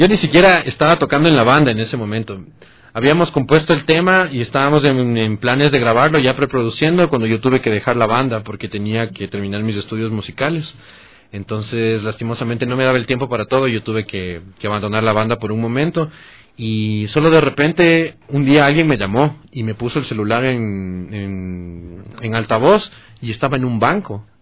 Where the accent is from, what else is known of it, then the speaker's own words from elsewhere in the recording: Guayaquil, Guayas, Ecuador; now in Quito, Ecuador; Yo soy de Guayaquil. Soy un poquito lejos.